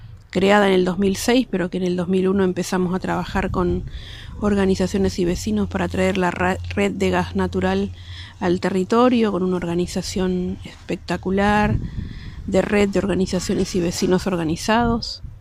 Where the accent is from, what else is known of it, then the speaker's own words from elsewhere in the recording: Chaco, Argentina; Vivo ahí hace más de 30 y pico de años. Vinimos con mis viejos, fueron varias mudanzas, pero venimos del Chaco, yo soy chaqueña.